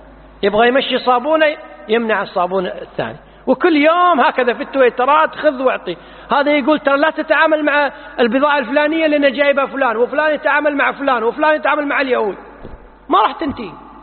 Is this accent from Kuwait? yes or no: yes; Kuwait; مثل الآن عندنا بالكويت